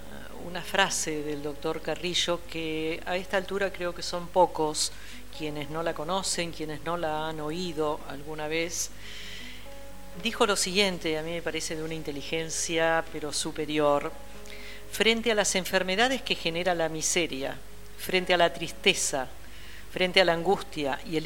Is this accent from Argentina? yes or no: yes; Buenos Aires, Argentina; que somos todos los porteños